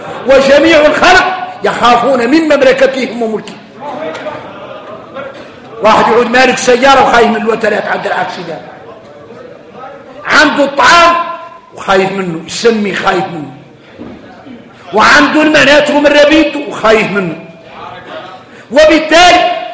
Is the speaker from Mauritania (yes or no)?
yes; Mauritania; احنا موريتاني فينا المشاكل.